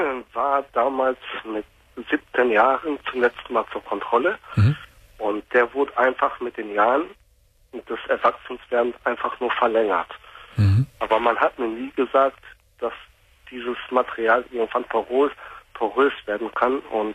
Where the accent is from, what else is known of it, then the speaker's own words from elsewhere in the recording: North Rhine-Westphalia, Germany; now in Lower Saxony, Germany; Ich komme aus dem Ruhrgebiet gebürtig, aus dem Ruhrgebiet. Und wir wohnen jetzt seit 98 halt auf dem Land in Niedersachsen.